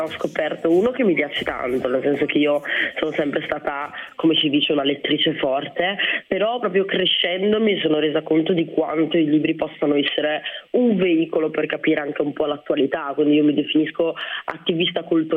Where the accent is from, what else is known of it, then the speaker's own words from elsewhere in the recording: Rwanda; Ruanda. Io appunto, come dicevate, sono nata nel 1991 e già nel 1993 sono iniziati i primi scontri, no, nel mio paese.